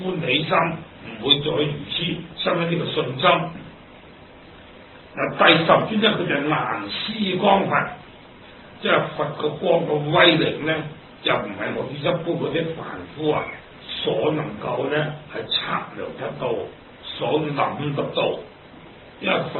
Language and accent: Cantonese; China; 我哋中国人做字真系好聪明嘅。